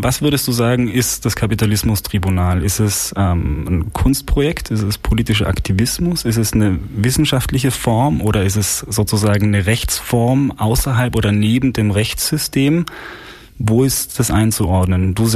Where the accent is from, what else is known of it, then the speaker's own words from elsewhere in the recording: Austria; Ja, ich als Österreicher muss leider sagen, es war mal Deutschland.